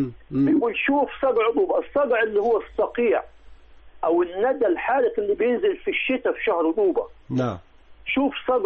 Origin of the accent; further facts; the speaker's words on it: Upper Egypt, Egypt; علشان كده احنا عندنا في الصعيد بيغطوا الطماطم والبطيخ